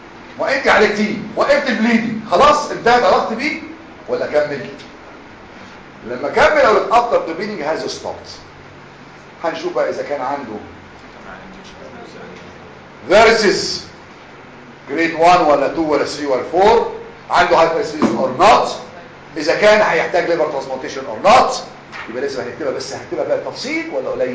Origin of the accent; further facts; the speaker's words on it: Egypt; بالرغم احسن ناس عندنا في مصر